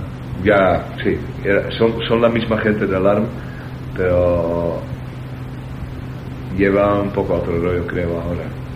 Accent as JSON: {"language": "Spanish", "town": "Zoetermeer", "region": "South Holland", "country": "Netherlands", "second_language": "Spanish", "said": "Y en Zoetermeer, de donde soy yo, y La Haya"}